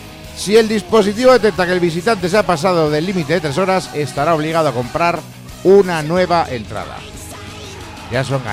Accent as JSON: {"language": "Spanish", "town": "Zaragoza", "region": "Aragon", "country": "Spain", "said": "Yo, por ejemplo, soy de Zaragoza y no disfruto con el clima."}